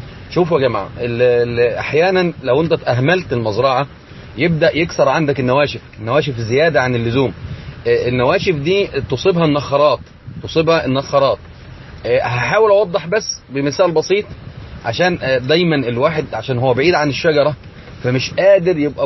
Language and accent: Arabic; Egypt; أو زي ما يسمى عندنا في مصر السوسة المانجو